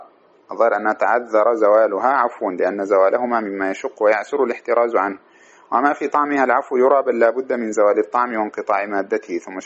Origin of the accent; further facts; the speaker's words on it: Sudan; بسموه عندنا في السودان السايف